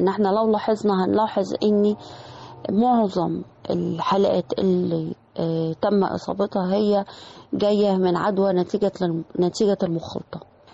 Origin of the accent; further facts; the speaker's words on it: Egypt; يمكن احنا عندنا في مصر الحمد لله لغاية الآن الأعداد بتاعتنا تعتبر أقل من دول العالم بكتير